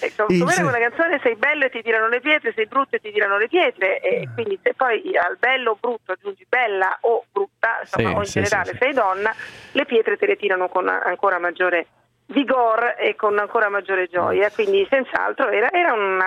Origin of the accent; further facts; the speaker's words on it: Rome, Lazio, Italy; born there; Ci sono nata, quantomeno, non sono romana proprio con i genitori romani, ma ci sono nata